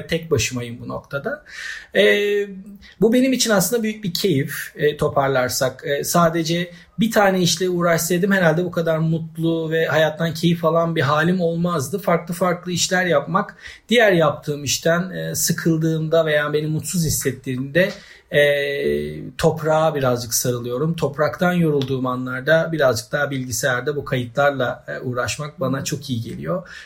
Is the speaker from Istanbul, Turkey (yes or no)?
yes; Çengelköy, Istanbul, Turkey; now in Bozcaada, Turkey; Tabii ben Çengelköylüyüm aslında. Sonradan Bozcaada'ya gelip burada bir şeyler yapan, burada bir dönem yaşayan.